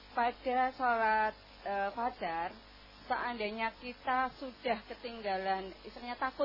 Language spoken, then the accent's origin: Indonesian; Purwodiningratan, Central Java, Indonesia; dari Purwodiningratan.